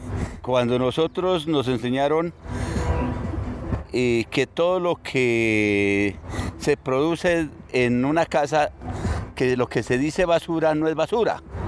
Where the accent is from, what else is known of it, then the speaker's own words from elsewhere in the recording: Paipa, Boyacá, Colombia; Yo fui criado en el campo, yo soy de Paipa, Boyacá. Mi juventud la pasé en el campo, trabajando al lado de mi papá, que él era un gran agricultor.